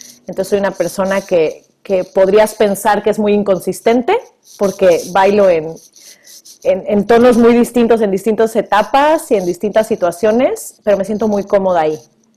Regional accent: Mexico; now in Vancouver, Canada; soy originaria de México, pero actualmente vivo en Vancouver, Canadá.

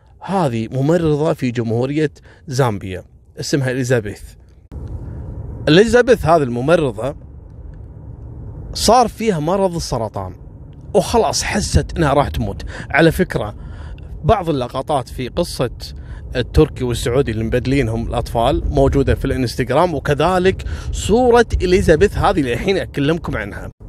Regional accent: Kuwait; لا احنا عندنا في الكويت

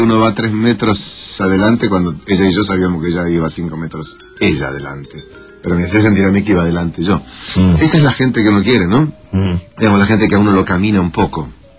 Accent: Tandil, Buenos Aires Province, Argentina; born there; Tandil, provincia de Buenos Aires. La misma patria que del Potro.

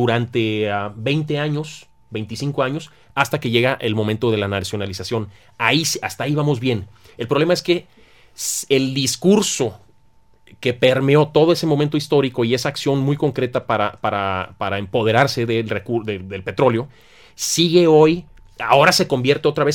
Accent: Tampico, Tamaulipas, Mexico; Yo vengo de Tampico, conozco muy bien la historia del petróleo

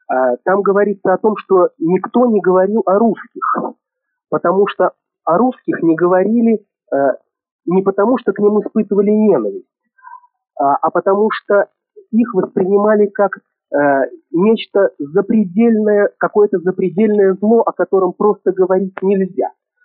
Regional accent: Moscow, Russia; Я москвич, но дело в том, что я прямой потомок

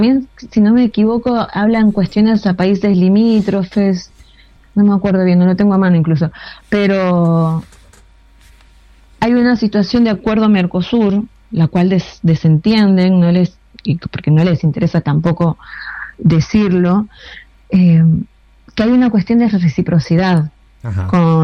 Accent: Bolivia; mi carnet de boliviana y quiero entrar a la Argentina

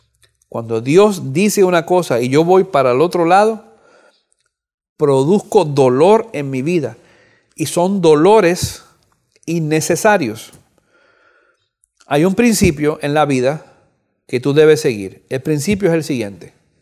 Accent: Cuba; moved away; Este año pasado yo fui a Cuba. Yo soy oriundo de Cuba, nací en Cuba. No había ido a Cuba por mucho tiempo. Después, hace 2 años, regresé después de 40 años.

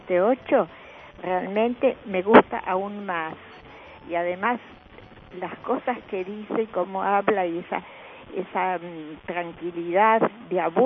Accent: Buenos Aires, Argentina; yo tengo 85 años, recuerdo los carnavales que pasaban por mi barrio. Yo soy de era de Villa Crespo, realmente era una belleza.

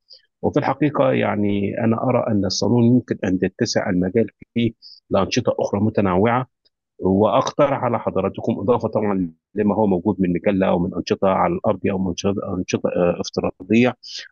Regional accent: Egypt; now in Kuwait; أستاذ الأدب العربي والنقد والفكر، وأنا مصري مقيم في دولة الكويت حيث أعمل.

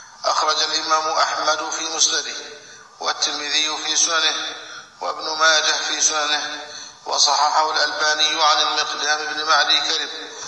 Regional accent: Egypt; ماذا يريد هؤلاء من بلدنا مصر ومن ولاتها

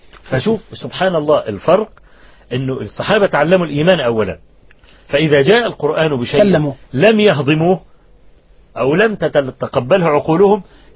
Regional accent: Egypt; زمان يعني في مدينة طوخ عندنا في مصر

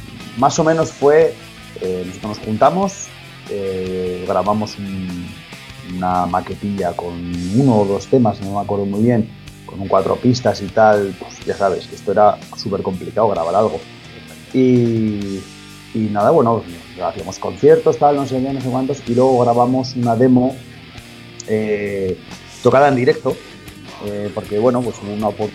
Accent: Miranda de Ebro, Castile and León, Spain; yo soy de Miranda de Ebro, bueno, vivo en Miranda de Ebro actualmente y todos éramos de aquí, todos nos conocíamos.

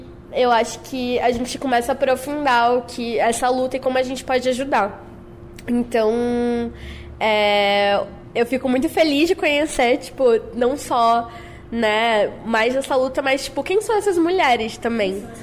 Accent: Northeast Region, Brazil; na minha vida, eu sou lá do Nordeste

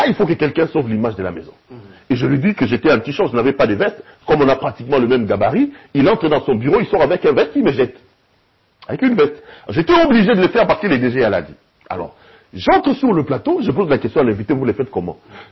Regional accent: Kinshasa, DR Congo; J'ai grandi à Bandal, à l'époque, Bandal était encore dans le sang, jeune homme de Bandal, branché

